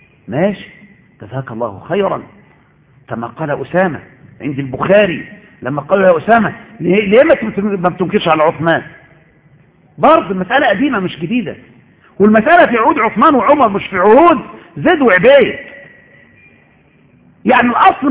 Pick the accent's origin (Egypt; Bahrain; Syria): Egypt; يا شيخ ان عندنا في مصر زمان كان الناس لا يعرفون وجوب صلاه